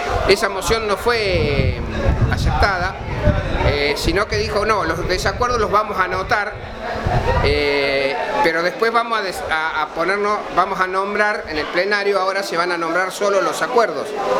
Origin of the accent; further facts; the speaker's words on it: Córdoba, Argentina; yo soy de acá de Córdoba